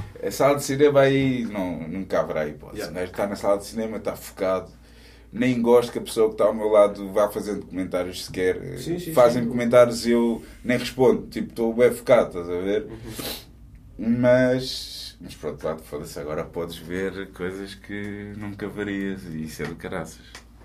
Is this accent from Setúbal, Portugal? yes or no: yes; Almada, Setúbal, Portugal; eu vim da Almada, puto, para ir ao King e ao Quarteto, mais ao King.